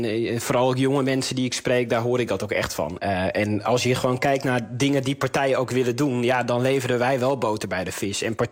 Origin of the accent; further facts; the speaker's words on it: Friesland, Netherlands; ook als Fries Kamerlid